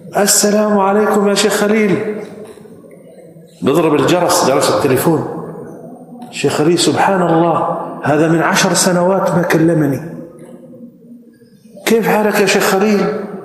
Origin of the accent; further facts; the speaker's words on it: Jordan; وأنا من الأردن